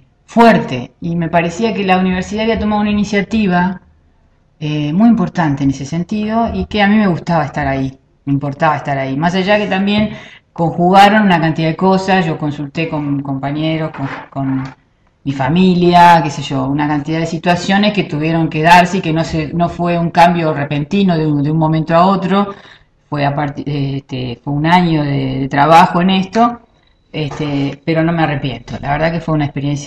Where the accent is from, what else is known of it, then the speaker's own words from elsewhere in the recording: Argentina; now in Uruguay; desde que yo me vine a vivir acá a Uruguay, yo soy argentina, desde que me vine a vivir acá a Uruguay